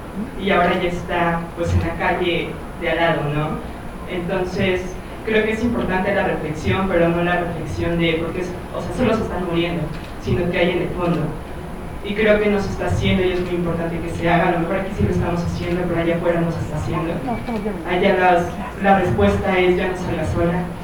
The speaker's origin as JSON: {"language": "Spanish", "region": "State of Mexico", "country": "Mexico", "said": "yo soy del Estado de México, vivo en un pueblo de Lerma"}